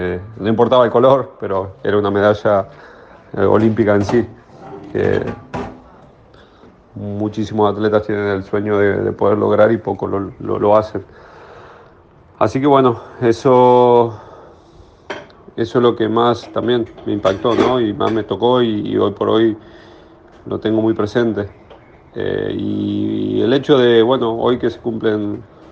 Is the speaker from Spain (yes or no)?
no; Argentina; lo viví como un argentino más y como un basquetbolista más